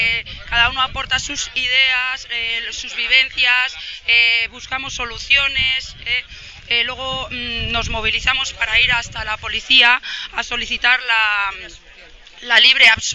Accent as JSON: {"language": "Spanish", "town": "Burgos", "region": "Castile and León", "country": "Spain", "tie": "born or raised there", "said": "al final somos todos vecinos de Gamonal, de toda la vida."}